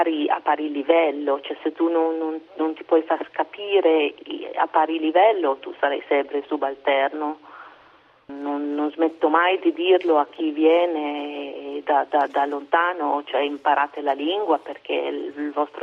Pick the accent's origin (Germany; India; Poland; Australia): India; da dove vengo io, poche donne si mettono il sari, poche donne hanno il puntino in testa, cioè forse perché venivo dalla metropoli, però questa era una cosa divertente che io, insomma, non rientravo nello stereotipo dell'indiana.